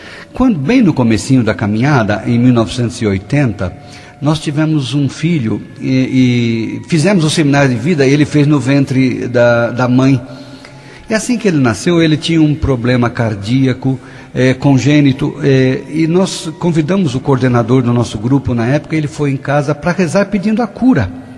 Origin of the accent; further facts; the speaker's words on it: Paraíso do Norte, Paraná, Brazil; Eu sou lá de Paraíso do Norte.